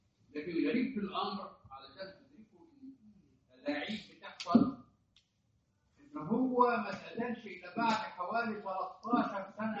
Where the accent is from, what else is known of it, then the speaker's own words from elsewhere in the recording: Egypt; يعني حتى يعني عندنا في مصر هنا تلاقي احيانا الناس تروح تتبرك